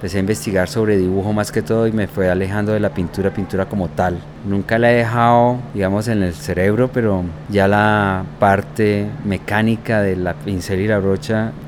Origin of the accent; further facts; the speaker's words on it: Cali, Valle del Cauca, Colombia; born there; moved away; also born or lived in Bogotá; Nací en Cali en el año 1955, el 2 de septiembre, y llevo trabajando en arte desde hace 30 años. He vivido por fuera del país por lo menos los últimos 30 años, con excepción de 4 años que viví en Bogotá.